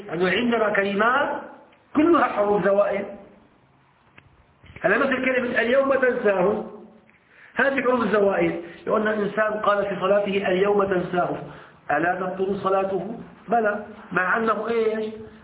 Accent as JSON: {"language": "Arabic", "country": "Syria", "said": "احنا بنسميه عندنا في الشام الدشاء"}